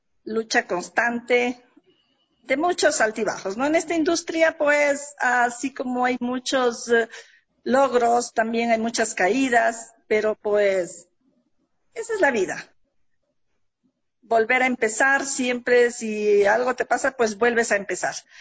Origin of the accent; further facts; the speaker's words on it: Carchi, Ecuador; now in Quito, Ecuador; mis padres, ellos son del campo, somos del Carchi. Ya vine pues a prepararnos, a estudiar, que siempre ellos nos han dicho, nos enviaban a la capital a estudiar, a prepararnos.